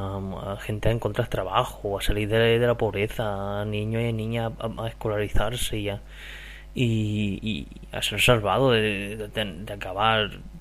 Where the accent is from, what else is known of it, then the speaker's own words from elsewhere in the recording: Region of Murcia, Spain; el murciano de Dos Frikis y un Murciano.